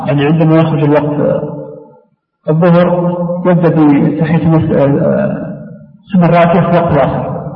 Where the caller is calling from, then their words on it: Riyadh, Riyadh Province, Saudi Arabia; حاولت أنا كثيرا من الرياض أتصل بالهاتف